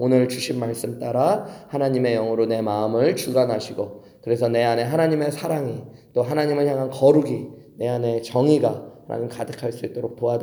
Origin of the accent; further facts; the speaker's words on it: Seoul, South Korea; now in United States; 이렇게 미국에 와서 보면은 서울에서 태어나서 서울에서 살아서 농사 같은 거 잘 모르고 흙 잘 모르고 살다가 미국에 와보니까